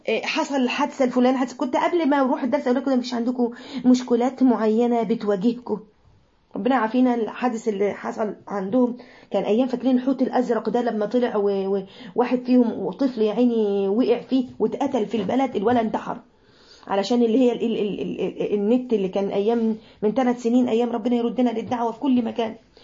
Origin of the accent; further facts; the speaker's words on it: Mansoura, Dakahlia, Egypt; من المنصورة ربنا يبارك في الجميع